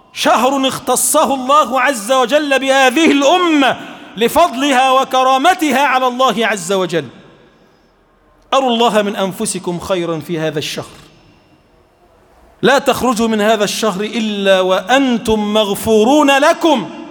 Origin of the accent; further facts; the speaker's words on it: Egypt; اللهم اجعل بلدنا مصر بلدا آمنا مطمئنا سخاء رخاء